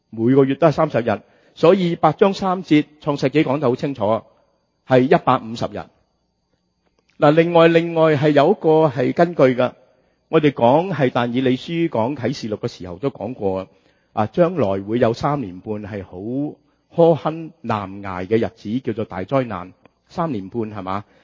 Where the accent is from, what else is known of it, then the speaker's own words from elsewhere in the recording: China; 嗱，呢個對我哋中國人就好簡單㗎喇。我哋有點呀？有唐曆，有西曆，有農曆，有西曆，係咪？